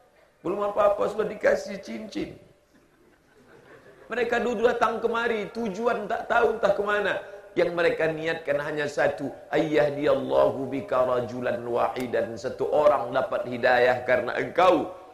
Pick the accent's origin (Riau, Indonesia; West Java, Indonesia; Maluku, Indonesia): Riau, Indonesia; Siak Sri Indrapura; Saya berasal terbang jauh dari Riau, Kerajaan Siak, Sri Indrapura.